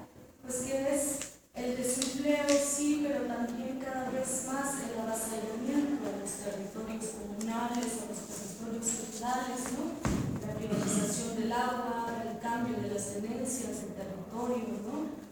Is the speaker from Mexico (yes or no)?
yes; San Miguel Chimalapa, Oaxaca, Mexico; de San Miguel Chimalapas